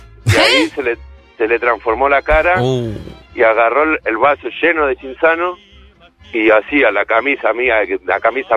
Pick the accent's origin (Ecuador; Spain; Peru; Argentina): Argentina; Buenos Aires; De Villa del Parque.